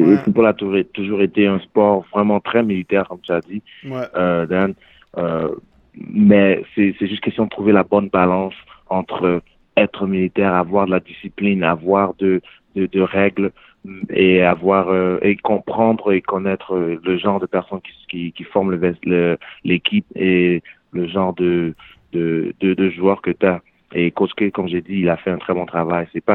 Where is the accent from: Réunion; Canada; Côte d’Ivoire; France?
Canada; J'ai grandi au Canada, j'ai joué au Canada.